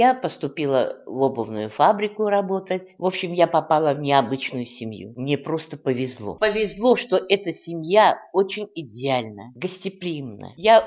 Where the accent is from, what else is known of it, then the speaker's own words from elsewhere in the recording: Ufa, Bashkortostan, Russia; born there; Родилась я в Уфе. В школу ходила в русскую. Я сама татарка